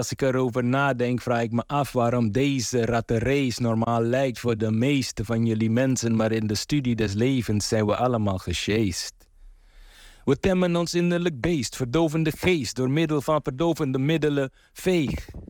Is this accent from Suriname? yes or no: yes; Paramaribo, Suriname; now in Rotterdam, Netherlands; Ik ben opgegroeid in Paramaribo, maar woon al heel lang in Rotterdam-Krooswijk.